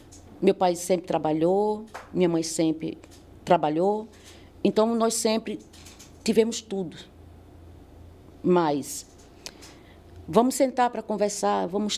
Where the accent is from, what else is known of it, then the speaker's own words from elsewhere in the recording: Pernambuco, Brazil; Bem, eu nasci, eu sou de Pernambuco, né? Sou, com muito orgulho, sou nordestina, muito orgulho disso. E nasci em 1976, ou seja, eu tenho 48 anos.